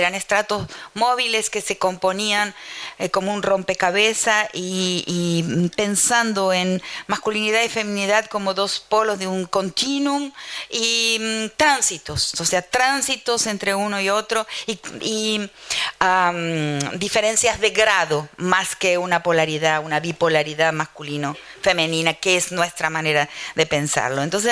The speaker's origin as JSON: {"language": "Spanish", "country": "Argentina", "moved": "as an adult", "said": "Yo salí de la Argentina hace muchísimo tiempo, en 1975, cuando tenía 23 años, y en ese momento salí como etnomusicóloga"}